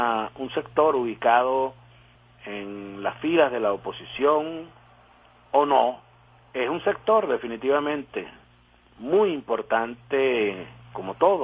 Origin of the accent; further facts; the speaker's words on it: Venezuela; Como venezolano, uno se debe sentir afectado por esta situación.